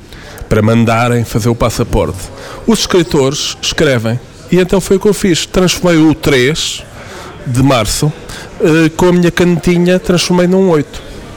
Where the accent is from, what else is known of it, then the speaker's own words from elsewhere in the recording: Portugal; os dois, cá está a coincidência, como bons portugueses, os dois tínhamos o passaporte catucado.